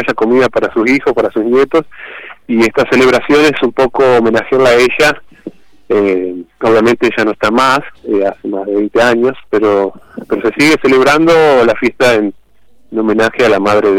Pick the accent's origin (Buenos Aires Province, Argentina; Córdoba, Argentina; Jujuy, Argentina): Córdoba, Argentina; also born or lived in Buenos Aires; Yo vivo en Córdoba, yo nací en Buenos Aires en particular, pero vivo en Córdoba desde los 7 años y un poco me crié acá.